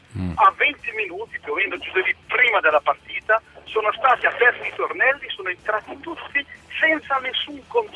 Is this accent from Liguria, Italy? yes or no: no; Monza, Lombardy, Italy; io ho 64 anni con un nipote di 8 anni, dove io sono di Monza